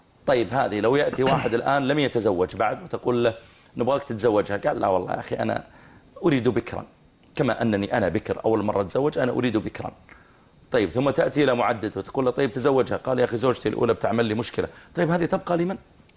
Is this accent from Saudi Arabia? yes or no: yes; Saudi Arabia; نحن عندنا في السعودية